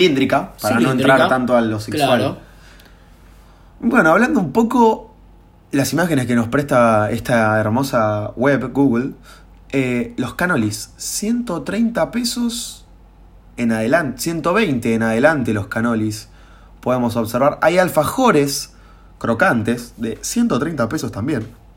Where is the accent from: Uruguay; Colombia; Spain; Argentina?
Argentina; Mar del Plata, Buenos Aires Province; born there; soy nacido en Mar del Plata, marplatense, se diría